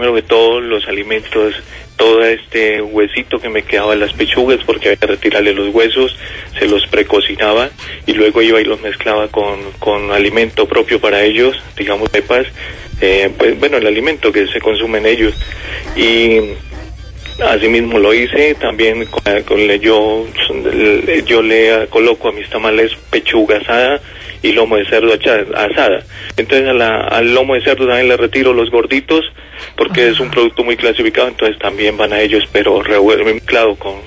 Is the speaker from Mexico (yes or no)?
no; Huila, Colombia; el ahogado huilense, yo soy huilense.